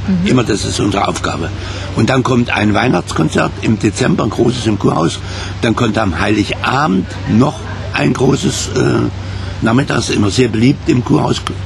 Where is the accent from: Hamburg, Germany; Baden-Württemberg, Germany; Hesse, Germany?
Hesse, Germany; Kassel; also born or lived in Wiesbaden; Nein, ich bin Kasseler. Ich habe auch studiert.